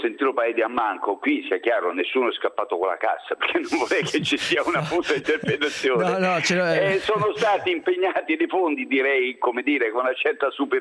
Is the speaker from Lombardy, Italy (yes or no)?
no; Abruzzo, Italy; io sono abruzzese